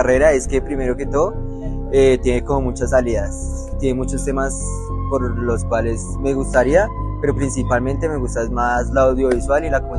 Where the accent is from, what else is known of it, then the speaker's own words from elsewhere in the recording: Bogotá, Colombia; soy de Colombia, de la ciudad de Bogotá, y estoy estudiando acá en la Universidad de Minuto de Dios.